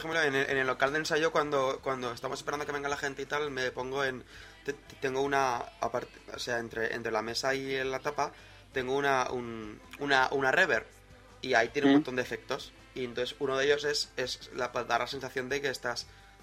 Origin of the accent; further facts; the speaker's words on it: Zaragoza, Aragon, Spain; los dos somos de Zaragoza